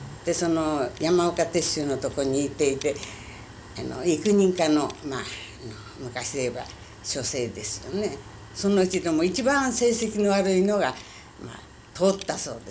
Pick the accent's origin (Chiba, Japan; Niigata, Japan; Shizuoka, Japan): Chiba, Japan; 私は千葉県です。